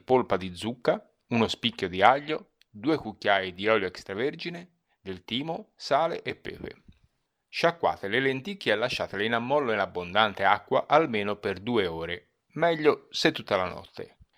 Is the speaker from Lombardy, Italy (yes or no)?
no; Florence, Tuscany, Italy; Oggi ancora di più da Fiorentino Doc mi scatta la polemica e l'accento diventa vernacolo.